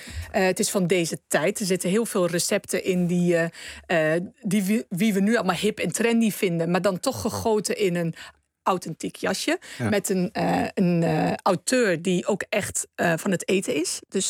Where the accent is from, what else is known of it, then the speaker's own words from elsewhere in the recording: Netherlands; Dus in de keuken zijn wij als Nederlanders sowieso al met de blik naar buiten en open.